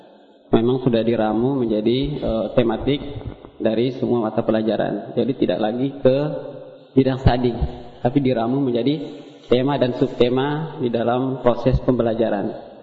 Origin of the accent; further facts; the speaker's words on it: East Nusa Tenggara, Indonesia; now in Bogor, Indonesia; Saya aslinya dari Flores Timur.